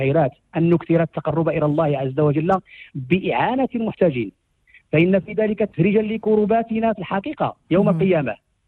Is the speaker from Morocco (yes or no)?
yes; Morocco; وجعلنا كمغاربة نلهج بشكره حفظه الله